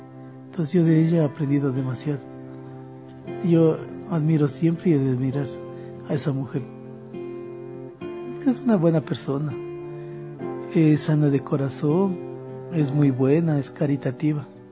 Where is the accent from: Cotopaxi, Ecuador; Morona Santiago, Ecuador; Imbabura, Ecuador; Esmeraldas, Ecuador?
Cotopaxi, Ecuador; Tanicuichín; born there; Y soy nacido en Tanicuichín, provincia de Cotopaxi.